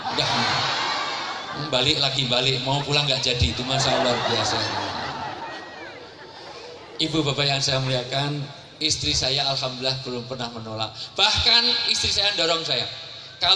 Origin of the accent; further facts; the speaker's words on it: Java, Indonesia; karena saya asli orang Jawa